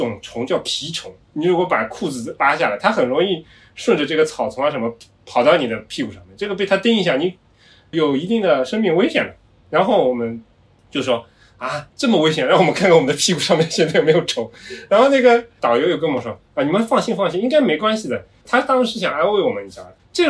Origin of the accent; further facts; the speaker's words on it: China; 但是我们中国人发 ri 啊 ra 啊，它基本上都没有什么问题了，对吧？